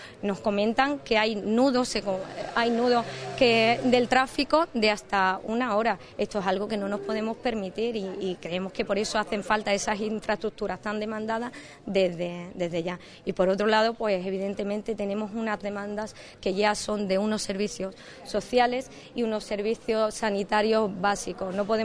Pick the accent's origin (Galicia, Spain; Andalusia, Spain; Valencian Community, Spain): Andalusia, Spain; Ubrique; decía anteriormente a los compañeros, como ubriqueña, cuando vengo y echo la vista atrás y veo que mi pueblo en dos décadas ha cambiado apenas nada.